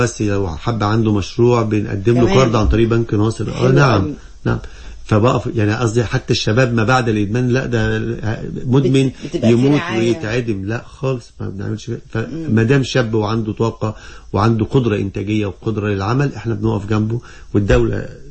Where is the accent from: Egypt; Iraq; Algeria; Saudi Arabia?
Egypt; ان احنا كمصريين وشباب مصري لا احنا متفوقين ومتميزين جدا في كل المجالات